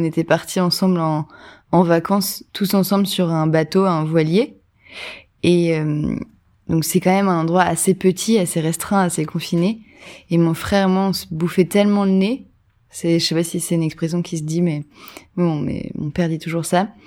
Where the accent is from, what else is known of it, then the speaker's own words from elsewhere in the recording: Hauts-de-France, France; now in Paris, France; je viens du Nord-Pas-de-Calais, j'ai grandi dans le Nord à peu près toute ma vie. J'habite à Paris maintenant